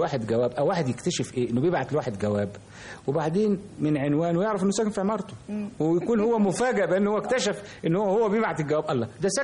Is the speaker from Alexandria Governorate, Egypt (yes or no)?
no; Damietta, Damietta Governorate, Egypt; لان انا كنت تربية طفولتي في دمياط، ودمياط كان لها تقاليد مختلفة كثيرا عن القاهرة